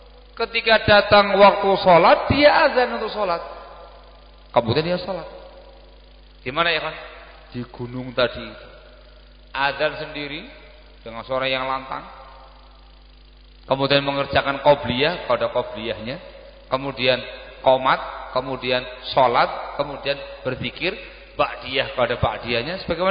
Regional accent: Gresik, East Java, Indonesia; kita orang Gresik.

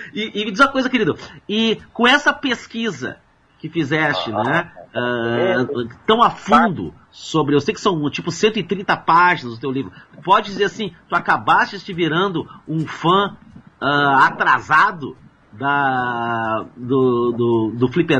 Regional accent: Porto Alegre, Rio Grande do Sul, Brazil; also born or lived in Piauí; eu nasci no Piauí, mas eu fui, tipo, com quase 5 anos, eu vim pra Porto Alegre, tá? Tô aqui em Porto Alegre

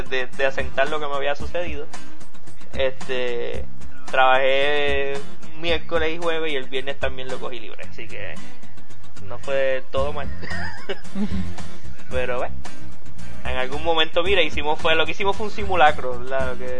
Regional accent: Puerto Rico; yo estaba aquí en Puerto Rico y yo vengo de Puerto Rico.

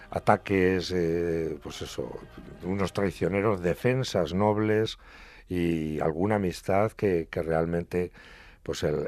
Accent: Bujalaro, Castilla-La Mancha, Spain; Primero hay una tierra que yo soy del común de la tierra de Atienza, soy de Bujalaro.

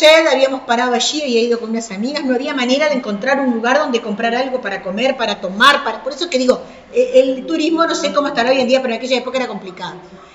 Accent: Paysandú, Uruguay; Y como soy de Paysandú

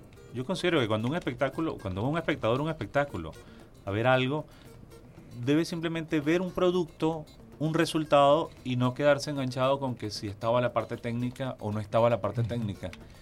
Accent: Barquisimeto, Lara, Venezuela; De Barquisimeto, Estado Lara

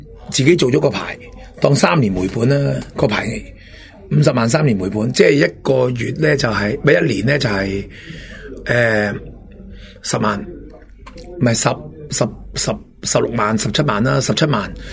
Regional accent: Hong Kong; 就系、是、方便各区我哋香港人做生意咧

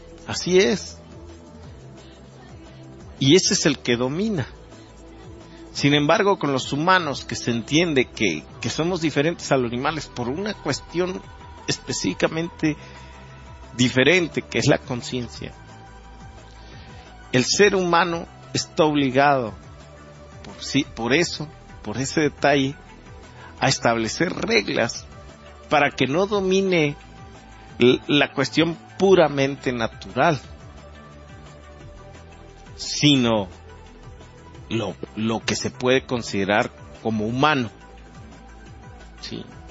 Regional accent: Mexico; Conservar nuestras tradiciones, por ejemplo, que nos identificara como mexicanos

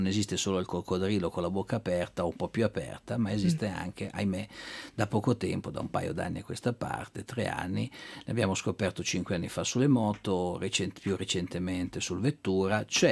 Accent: Milan, Lombardy, Italy; io sono milanese, quindi non è che non voglio assolutamente puntare il dito contro la mia città

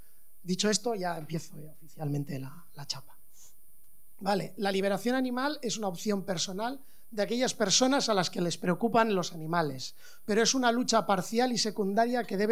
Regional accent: Basque Country, Spain; porque soy de Euskal Herria

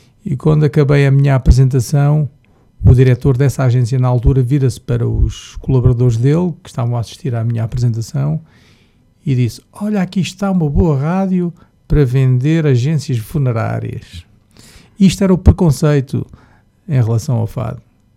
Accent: Luanda, Angola; Sabes, eu sou angolano, não é? Eu nasci em Luanda

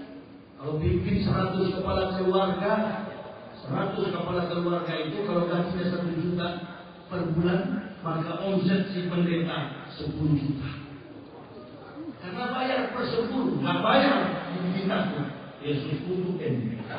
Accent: Manado, North Sulawesi, Indonesia; saya ini orang Manado.

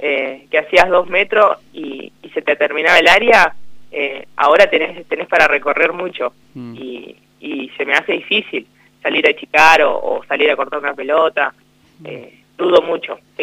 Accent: La Maruja, La Pampa, Argentina; yo soy de La Maruja, me anoté para ir a jugar acá.

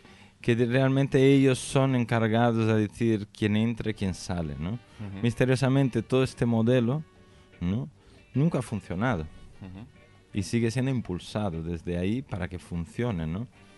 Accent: São Paulo, Brazil; No nací en Sao Paulo. Ah. Pero viví casi toda mi vida en Sao Paulo.

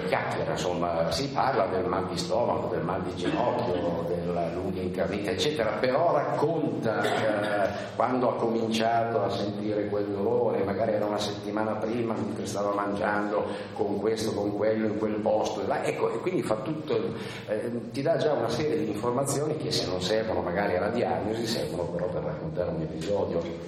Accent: Bellano, Lombardy, Italy; l'unica geografia solida è quella, diciamo, di Bellano, del mio paese, ecco che nel corso degli anni Bellano è diventato il teatro di tutte le mie storie.

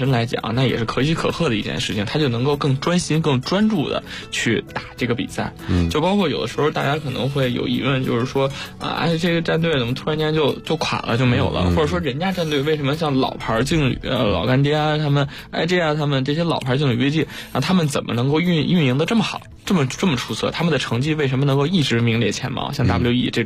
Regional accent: Beijing, China; 因为我也是北京人，军哥也是北京人

